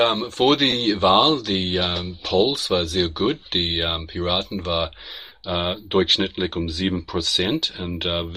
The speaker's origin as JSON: {"language": "German", "country": "New Zealand", "lives_now": "Germany", "said": "Ich komme aus Neuseeland, wohne ins Moment in Deutschland"}